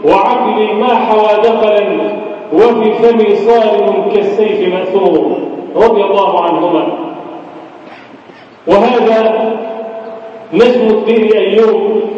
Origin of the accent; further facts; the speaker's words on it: Egypt; اجعل بلدنا مصر أمنا أمانا، سخاء رخاء وسائر بلاد المسلمين.